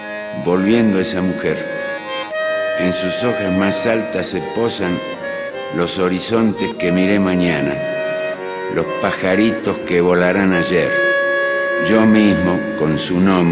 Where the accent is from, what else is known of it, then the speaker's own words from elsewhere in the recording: Argentina; Y emigraron a la Argentina. Y soy el único argentino de la familia. De esa familia original, de ese núcleo original. Y soy argentino porque en el momento del parto quería estar al lado de mi madre